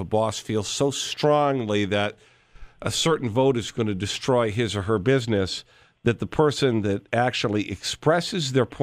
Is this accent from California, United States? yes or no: no; Madison, Wisconsin, United States; Yes, I grew up in Meadowood. So, yes, I did. I guess you could call that a suburb even though it was in the city.